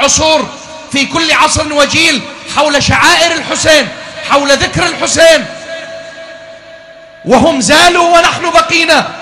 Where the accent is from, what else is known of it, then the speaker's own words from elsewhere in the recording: Iraq; إحنا كمجتمع عراقي ومو بس المجتمع العراقي